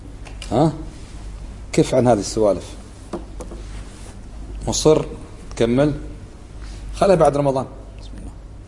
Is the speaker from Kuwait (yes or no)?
yes; Kuwait; وكانت بلدنا الكويت تدخل فيها من تدخل وأشعل الفتنة فيها